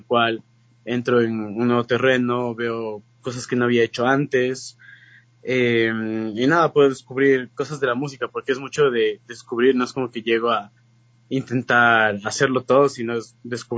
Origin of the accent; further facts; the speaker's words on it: Quito, Pichincha, Ecuador; Igualmente soy de acá de Quito, tengo 22 años.